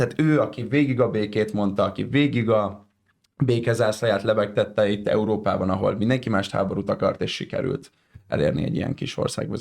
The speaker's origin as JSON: {"language": "Hungarian", "region": "Budapest", "country": "Hungary", "said": "és ez így budapestiként sokkal jobban azért így átüti az inger küszöbünket"}